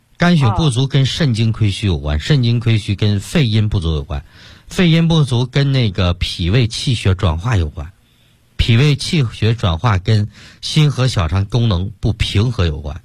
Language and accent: Chinese; Sichuan, China; 包括现在我们四川人爱吃这个辣的